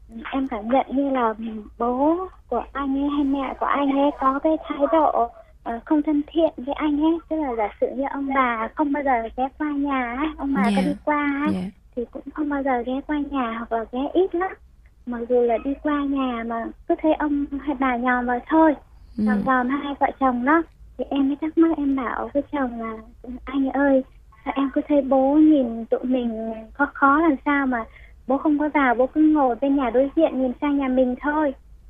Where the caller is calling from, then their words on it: Dĩ An, Bình Dương, Vietnam; em đang ở Dĩ An, Bình Dương ạ.